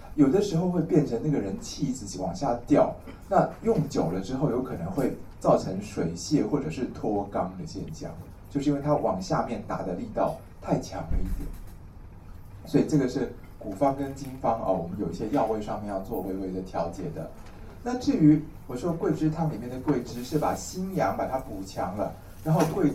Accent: Taiwan; 我们台湾人叫做甜芽的东西

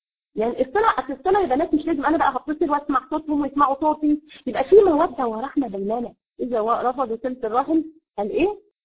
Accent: Egypt; عندنا في مصر تقول لك ايه

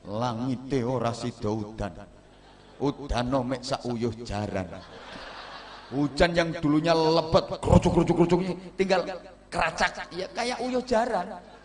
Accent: Java, Indonesia; Kalau saya orang Jawa.

